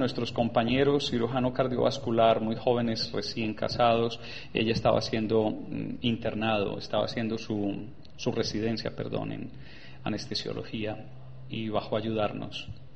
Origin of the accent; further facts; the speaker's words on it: Antioquia, Colombia; now in United States; todo eso lo aprendí en inglés y he vivido 30 años en los Estados Unidos. Entonces, siendo paisa, no sé inglés y se me olvidó el español.